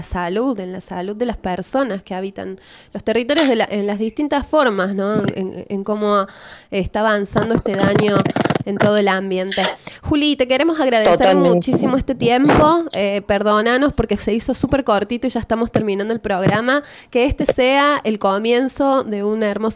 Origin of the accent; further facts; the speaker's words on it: Córdoba, Argentina; de nosotros como sociedad y como comunidad cordobesa